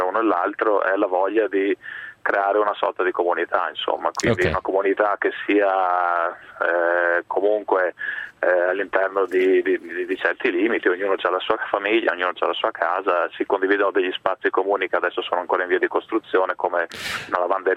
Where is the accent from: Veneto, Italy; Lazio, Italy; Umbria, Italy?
Veneto, Italy; Treviso; moved away; also born or lived in Bologna; Io originariamente di Treviso, poi in realtà sono 20 anni che manco da lì, ho vissuto a Bologna 10 anni e poi all'estero per quasi 15 anni prima di tornare in Italia appunto pochi mesi fa.